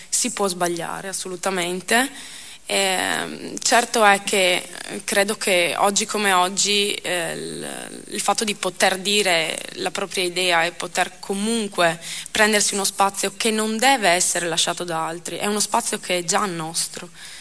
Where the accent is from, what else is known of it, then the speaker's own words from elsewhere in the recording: Fossalta di Portogruaro, Veneto, Italy; ho partecipato alle elezioni amministrative del mio paese, sono stata eletta e ad oggi sono il presidente del consiglio comunale di Fossalta di Portogruaro